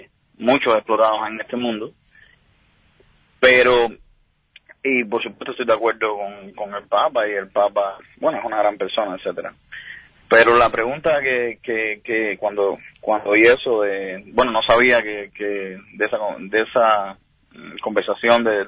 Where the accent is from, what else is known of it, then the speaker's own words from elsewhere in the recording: Cuba; now in Miami, United States; llamaba de Miami o que soy cubano